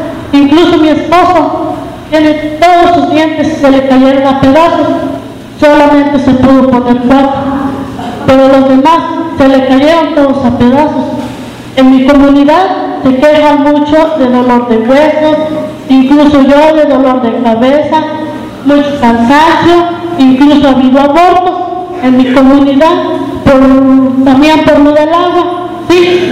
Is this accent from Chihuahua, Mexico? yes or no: no; San Luis de la Paz, Guanajuato, Mexico; vengo del municipio de San Luis de la Paz